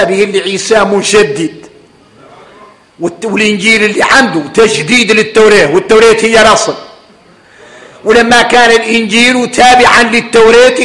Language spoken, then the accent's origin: Arabic; Mauritania; احنا موريتانية